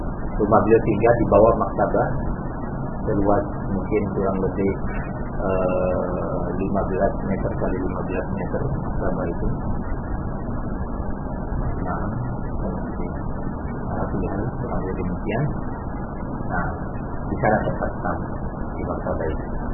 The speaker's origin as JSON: {"language": "Indonesian", "country": "Indonesia", "said": "Kita dari Indonesia kurang lebih 30 orang."}